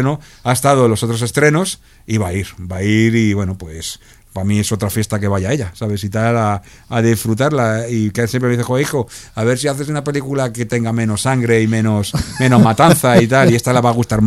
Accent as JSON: {"language": "Spanish", "town": "Villaverde", "region": "Community of Madrid", "country": "Spain", "said": "que nosotros somos curritos, somos de Villaverde y somos humildes, ¿sabes?"}